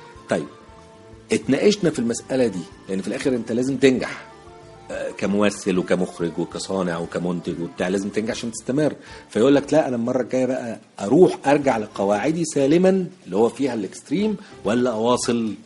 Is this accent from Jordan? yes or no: no; Egypt; إحنا عندنا في مصر صناعية كبار على فكرة